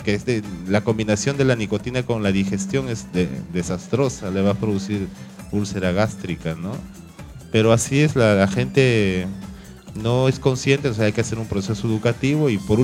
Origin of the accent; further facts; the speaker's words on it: Carmen de la Legua, Callao, Peru; born there; Yo, por ejemplo, que trabajo, vivo en el Callao, nací en Carmen de la Legua